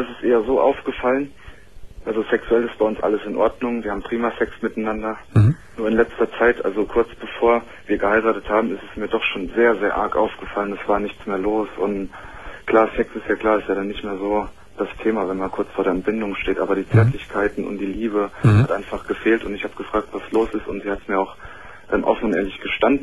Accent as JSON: {"language": "German", "town": "Hanau", "region": "Hesse", "country": "Germany", "said": "Nee, aus Hanau."}